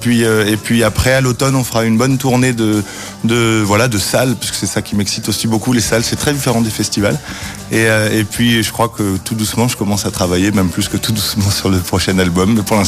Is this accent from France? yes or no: yes; Paris, Île-de-France, France; also born or lived in London; now in Belgium; je suis de Paris, je l'avoue. Maintenant, ça fait 12 ou 13 ans que je vis en Belgique, mais j'avais déjà vécu quelques années avant. Et puis j'ai passé aussi pas mal de temps à Londres et en Angleterre, donc c'est vrai que c'est un peu mes 3 pays.